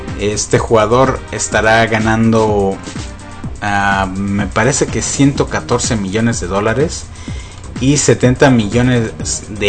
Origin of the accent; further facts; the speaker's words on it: Mexico; para los que somos mexicanos y somos fanáticos del fútbol